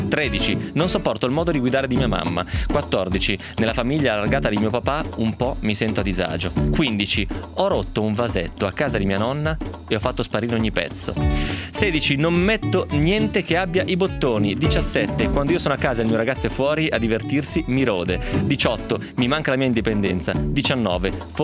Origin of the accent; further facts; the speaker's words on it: Piedmont, Italy; lo dico perché sono piemontese ovviamente, quindi so di cosa sto parlando.